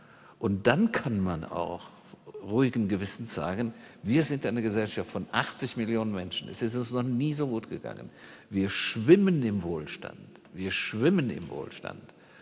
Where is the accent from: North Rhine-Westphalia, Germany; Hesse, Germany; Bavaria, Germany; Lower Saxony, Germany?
Hesse, Germany; Limburg an der Lahn; Ich komme aus Limburg an der Lahn und telefoniere mit meiner Familie, meiner Schwester und Freunden und so und war erst noch mal da. Das ist eine Kleinstadt, die ist sehr intakt.